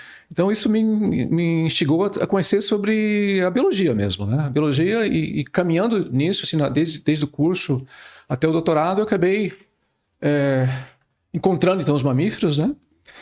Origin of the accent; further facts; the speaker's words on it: Curitiba, Paraná, Brazil; also born or lived in Mato Grosso do Sul; now in Santa Maria, Brazil; Sim, então eu sou natural do Mato Grosso do Sul, mas na verdade cresci em Curitiba, Paraná, onde eu fiz a graduação, né, em biologia e o doutorado também.